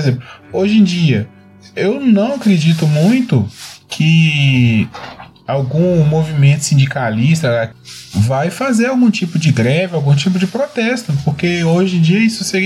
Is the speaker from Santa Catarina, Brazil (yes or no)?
no; Minas Gerais, Brazil; Eu sou do interior de Minas Gerais, gente. Aqui o povo é sistemático mesmo.